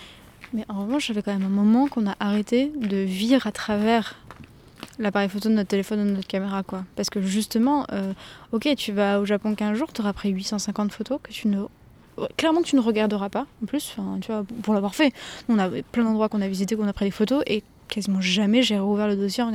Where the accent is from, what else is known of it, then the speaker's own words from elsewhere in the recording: France; je suis française